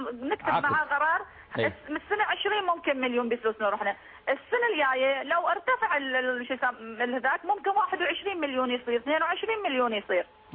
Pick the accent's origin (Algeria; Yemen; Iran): Iran; أنا من إيران عندي سؤالين يا شيخ